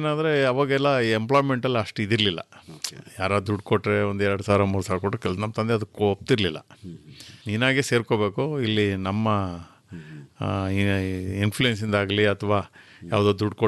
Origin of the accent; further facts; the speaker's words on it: Karnataka, India; ನಾನು ಮೂಲತಃ ಹುಟ್ಟಿ ಬೆಳೆದಿದ್ದೆಲ್ಲ ಉತ್ತರ ಕನ್ನಡ ಜಿಲ್ಲೆ.